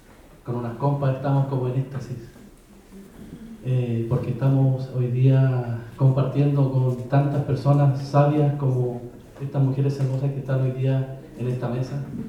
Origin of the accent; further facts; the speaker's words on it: Araucanía, Chile; Quería mostrarle un mapa de donde yo vengo, que es la novena región, el sur de Chile